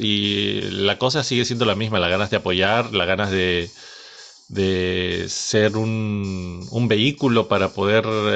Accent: Lima, Peru; después de haber colaborado con algunos fanzines en Lima, mi ciudad natal

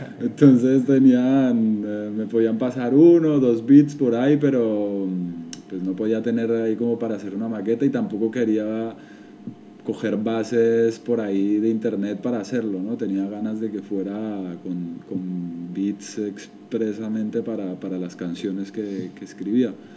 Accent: Bogotá, Colombia; moved away as an adult; now in Barcelona, Spain; ya llevo 12 añitos aquí en esta ciudad. Yo soy de Bogotá y yo me vine cuando tenía 18 años. Aquí a Barcelona.

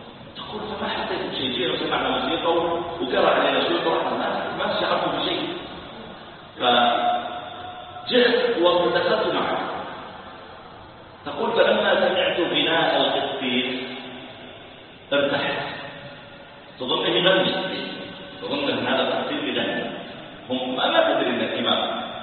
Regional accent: Saudi Arabia; قلت انا ترى تصديق كبير عندنا في السعوديه

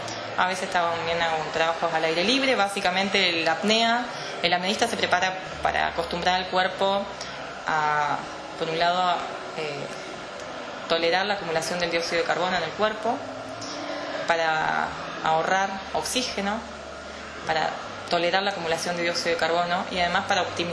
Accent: Río Colorado, Río Negro, Argentina; now in Bahía Blanca, Argentina; Sí, soy de Río Colorado, oriunda de Río Colorado, vivo en Bahía Blanca hace un par de años.

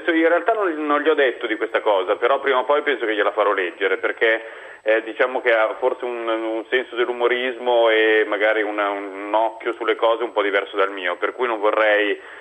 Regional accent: Parisieux, Aosta Valley, Italy; now in La Salle, Italy; No, ho cambiato casa, adesso da poco mi sono trasferito sempre in Val d'Aosta, però non più a Parisieux ma a La Salle.

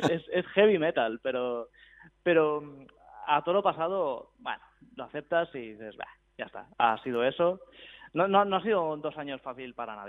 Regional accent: Barcelona, Catalonia, Spain; Nosotros somos de Barcelona.

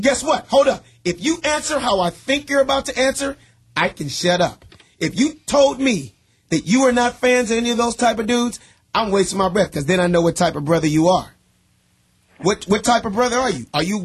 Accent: Los Angeles, California, United States; I was the only black kid in an all-white private school, Beverly Hills, but grew up and born and raised in South Central L.A.

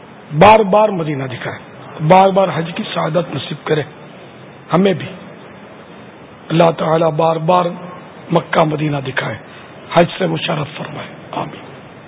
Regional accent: Etawah, Uttar Pradesh, India; اٹاوا کا رہنے والا ہوں.

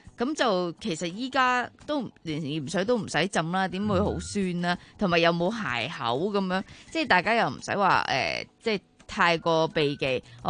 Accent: Hong Kong

